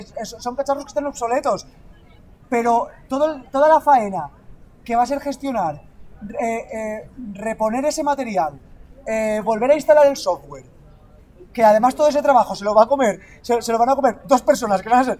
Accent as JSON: {"language": "Spanish", "town": "Benissa", "region": "Valencian Community", "country": "Spain", "said": "Y yo soy de Benissa."}